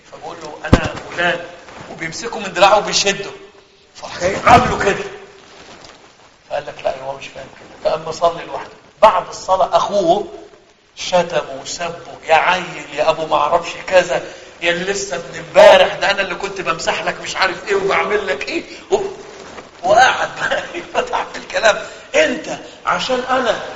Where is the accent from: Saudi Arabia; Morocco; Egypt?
Egypt; أنا أذكر في إحدى الرمضانات عندنا في مصر ممكن ده في كل بلدنا